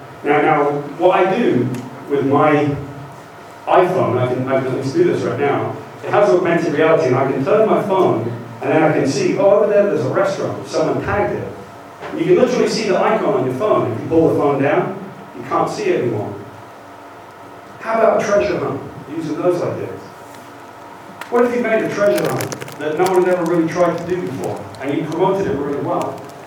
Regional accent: United Kingdom; accent: British; now in United States; British accent, and I live in America.

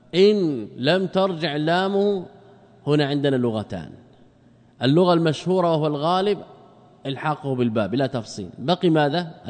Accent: Morocco; نحن من المغرب ماذا نقول؟

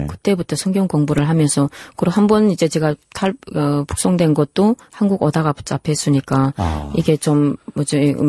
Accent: North Korea; now in South Korea; 제가 탈북해서 중국에서

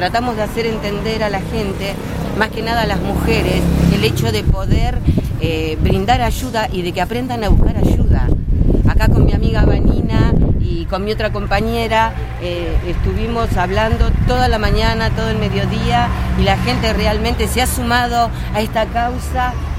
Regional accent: Avellaneda, Buenos Aires Province, Argentina; Esto fue muy importante porque es mi barrio, mi zona

